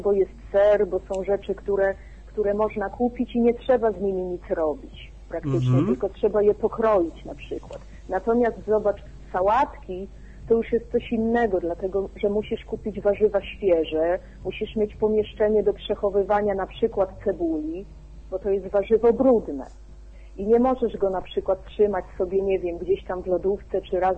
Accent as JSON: {"language": "Polish", "town": "Szczecinek", "region": "West Pomeranian Voivodeship", "country": "Poland", "said": "Ja jestem ze Szczecinka. To jest miasto"}